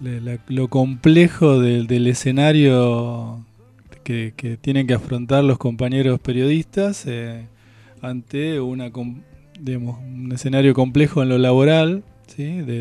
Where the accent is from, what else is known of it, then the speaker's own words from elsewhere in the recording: La Plata, Buenos Aires Province, Argentina; digamos, para quienes somos de acá de La Plata